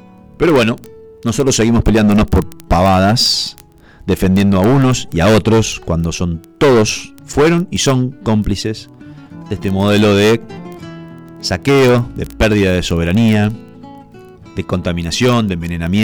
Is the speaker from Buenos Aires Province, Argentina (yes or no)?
no; Cañada de Gómez, Santa Fe, Argentina; es de mi ciudad natal, de Cañada de Gómez